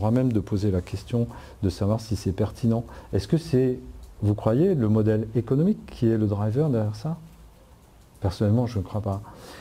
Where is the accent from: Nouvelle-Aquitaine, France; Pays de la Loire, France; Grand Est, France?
Grand Est, France; quand je suis rentré à l'âge de 40 ans dans la région où j'ai grandi, hein, dans le Haut-Rhin, en Alsace